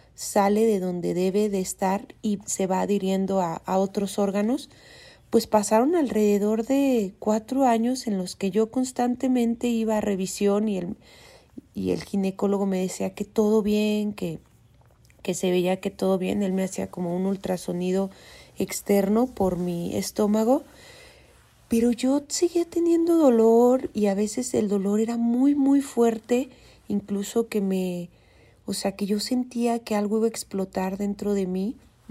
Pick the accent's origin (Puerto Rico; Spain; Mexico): Mexico; Durango; born there; no sé si es porque nací en Durango, que es un estado un poco más conservador